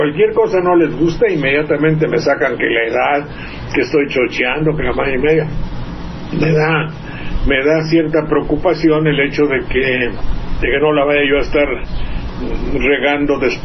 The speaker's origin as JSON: {"language": "Spanish", "region": "Veracruz", "country": "Mexico", "tie": "born or raised there", "said": "si yo me hubiera quedado en mi pueblo, pues ahí estuviera yo de viejito en un sillón mirando pasar los opilotes y los ADOs y camiones Jalapa Banderilla"}